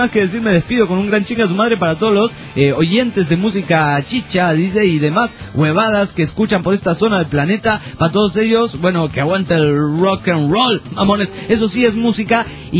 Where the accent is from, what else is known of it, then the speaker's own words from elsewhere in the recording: Juliaca, Puno, Peru; de Perú, Juliaca.